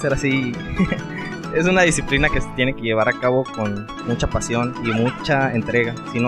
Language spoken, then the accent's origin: Spanish; Michoacán, Mexico; now in Guanajuato, Mexico; Bueno, en mi caso, yo no soy proveniente de aquí de Guanajuato, yo vengo del estado de Michoacán.